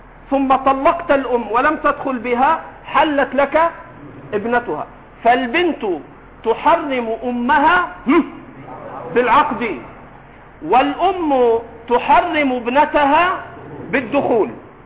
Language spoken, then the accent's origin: Arabic; Egypt; accent: Egyptian; حماتك في لهجتنا المصرية